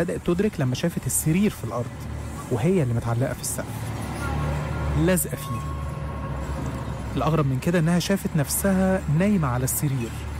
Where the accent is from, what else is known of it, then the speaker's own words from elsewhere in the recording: Egypt; لانها كانت طلبات الدجالين عندنا في مصر